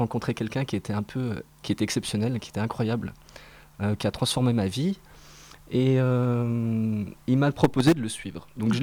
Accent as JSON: {"language": "French", "town": "Épinal", "region": "Grand Est", "country": "France", "tie": "born or raised there", "said": "Je suis originaire d'Épinal. Je suis né à Épinal."}